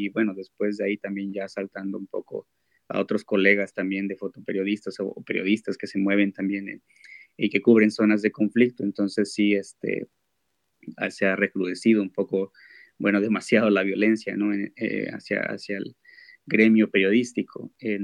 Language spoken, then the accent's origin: Spanish; Guerrero, Mexico; yo vengo del estado de Guerrero, lo que es el sur, en el sur de México.